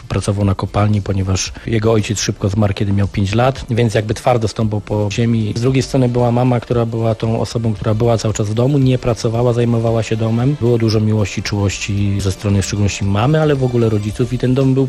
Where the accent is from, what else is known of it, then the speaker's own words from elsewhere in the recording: Silesian Voivodeship, Poland; now in Gdańsk, Poland; ja nigdy tutaj będąc w Gdańsku od 96 roku nie wstydziłem się swojego pochodzenia, że jestem Ślązakiem z krwi i kości, że we mnie płynie w 100% śląska krew.